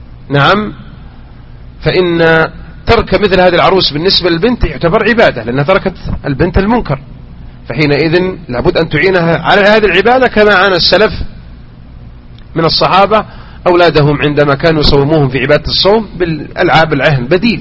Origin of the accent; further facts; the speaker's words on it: Mecca, Makkah Province, Saudi Arabia; والعادة لا تزال هذه سبحان الله تلك إلى أن أذكرها وأنا صغير في مكة كانوا ينثرون مثل هذا